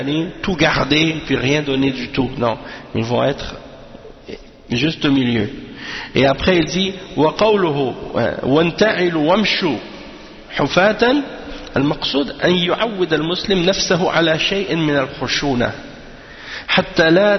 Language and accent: French; Canada; born there; moi je suis né ici, je suis né au Canada